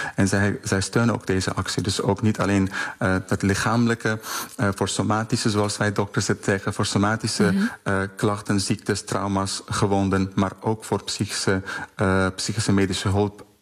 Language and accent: Dutch; Afghanistan; ik kom zelf uit Afghanistan